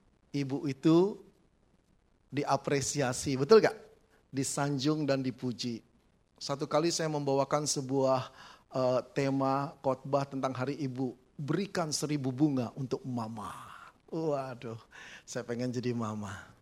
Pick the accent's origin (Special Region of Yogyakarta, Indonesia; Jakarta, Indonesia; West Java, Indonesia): Jakarta, Indonesia; now in Malang, Indonesia; cukup tua saudara ya, 60 tahun. Sudah belasan tahun saya di sana, walaupun saya berasal dari Jakarta, saya bersyukur Tuhan membawa saya ke Kota Malang